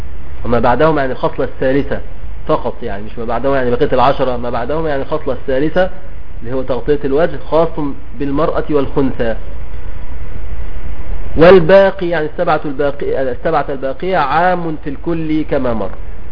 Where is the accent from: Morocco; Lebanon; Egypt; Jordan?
Egypt; بنسميه عندنا في مصر الجلابية